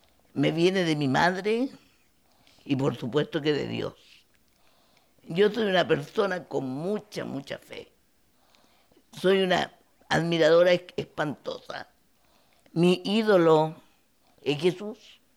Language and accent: Spanish; Osorno, Los Lagos, Chile; Yo soy de Chile, de una provincia del sur de Chile, de Osorno.